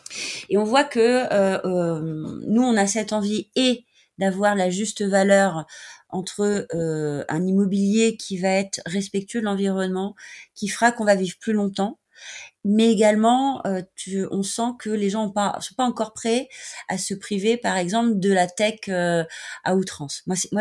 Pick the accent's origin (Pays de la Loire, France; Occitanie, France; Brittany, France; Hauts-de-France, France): Brittany, France; Moi, je suis bretonne